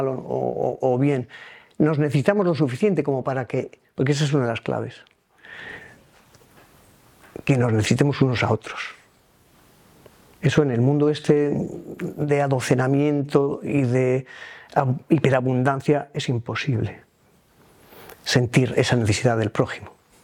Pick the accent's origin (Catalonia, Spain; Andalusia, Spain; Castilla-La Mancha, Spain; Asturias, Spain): Asturias, Spain; veía lo verde propio de mi tierra, que contrasta mucho con el de la zona anterior